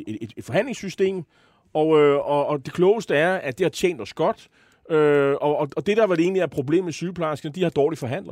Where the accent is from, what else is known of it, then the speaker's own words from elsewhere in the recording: Copenhagen, Capital Region of Denmark, Denmark; som københavner er det velgørende